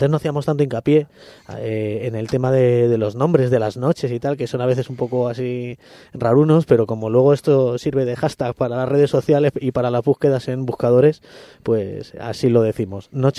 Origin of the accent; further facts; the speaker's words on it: Madrid, Community of Madrid, Spain; tengo que decir como madrileño ya de 35 años